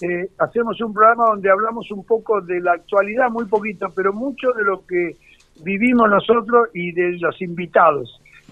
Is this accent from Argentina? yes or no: yes; Buenos Aires, Argentina; born there; era un tipo del barrio, Mataderos, donde yo nací. Yo soy uno de los pocos pilotos porteños